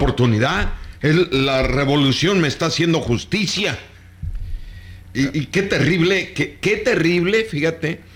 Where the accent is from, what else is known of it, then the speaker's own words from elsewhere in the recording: Oaxaca, Mexico; vamos a hacer las pachangas como en mi tierra, allá en el Istmo.